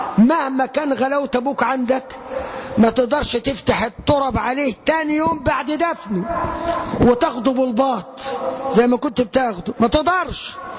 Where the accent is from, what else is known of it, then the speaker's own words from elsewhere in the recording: Egypt; 65% مننا كمصريين، وأنا طبيب بشري،